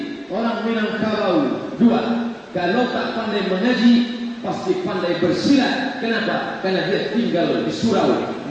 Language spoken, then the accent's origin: Indonesian; Riau, Indonesia; Ambo sebutkan, saya dari Riau.